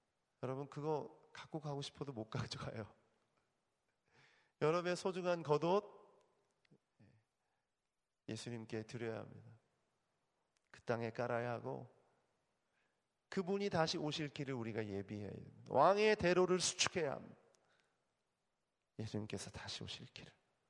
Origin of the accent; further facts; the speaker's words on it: Daejeon, South Korea; 저희 대전, 제가 대전 출신인데